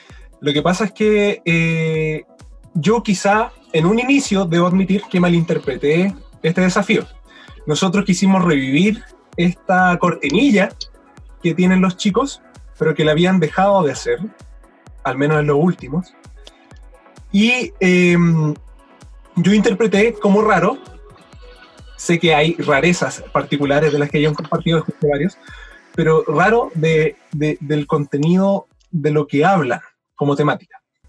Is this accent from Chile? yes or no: yes; Chile; Porque yo, siendo chileno, gustándome muchísimo la mitología